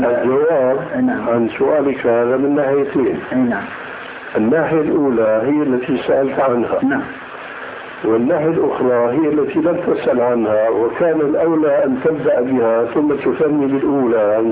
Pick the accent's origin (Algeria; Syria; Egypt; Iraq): Syria; أيأتي المثل العام عندنا في سوريا، هذا الميت لا يستحق هذا العزاء.